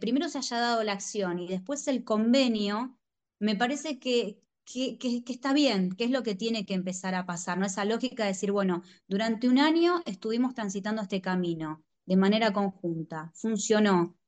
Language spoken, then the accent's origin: Spanish; Buenos Aires Province, Argentina; los que somos bonaerenses